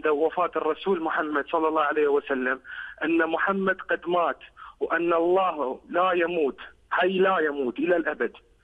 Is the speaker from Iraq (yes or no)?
yes; Iraq; أنا كعراقي حبي إلك